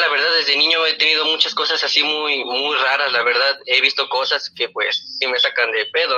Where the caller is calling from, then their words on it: Cuernavaca, Morelos, Mexico; de Cuernavaca.